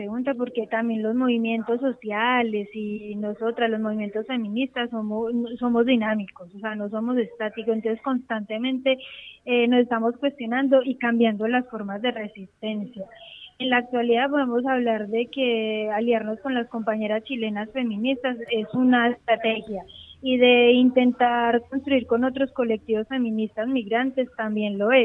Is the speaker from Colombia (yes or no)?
yes; Colombia; yo soy colombiana y tengo que cargar con el cuestionamiento constante de ser colombiana